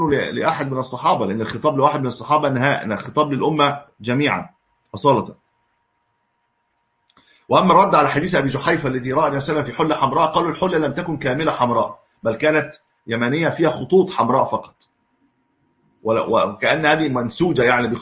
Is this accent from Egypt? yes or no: yes; Egypt; ويبدو أن هذا ليس عندنا في مصر الآن